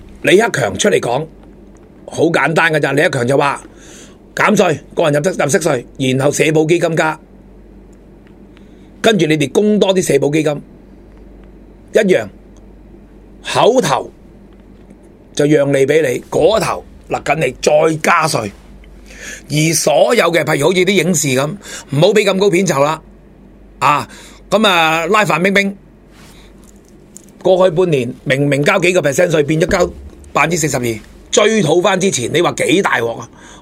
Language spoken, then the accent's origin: Cantonese; China; 我们中国人的传统精神就一定有